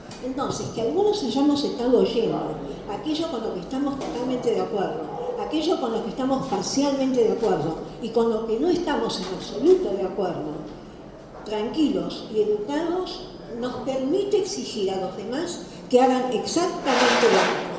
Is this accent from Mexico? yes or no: no; Buenos Aires, Argentina; nací en Caballito, viví en Caballito y vivo en Caballito. Y provengo de dos familias maternas y paternas de Caballito.